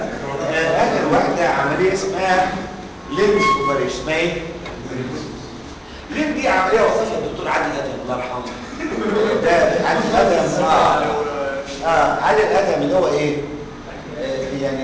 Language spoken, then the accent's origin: Arabic; Egypt; تعرفين لما نيجي احنا مصريين